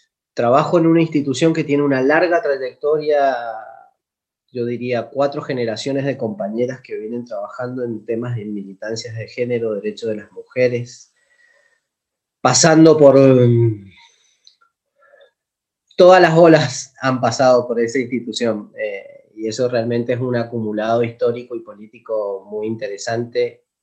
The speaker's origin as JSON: {"language": "Spanish", "region": "Mendoza", "country": "Argentina", "said": "yo soy de Mendoza. Tengo 44, creo, 44 años, 45, por ahí."}